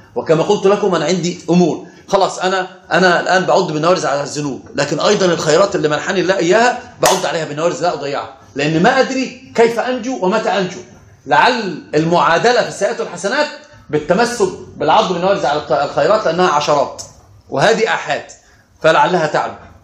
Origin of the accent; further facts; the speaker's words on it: Upper Egypt, Egypt; وانا صعيدي صعيدي